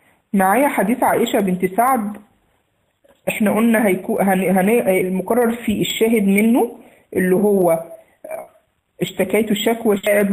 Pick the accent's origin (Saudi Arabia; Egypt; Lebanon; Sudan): Egypt; accent: Egyptian; مش عارفة أنا لهجتي مفهومة ولا لأ لغير المصريين.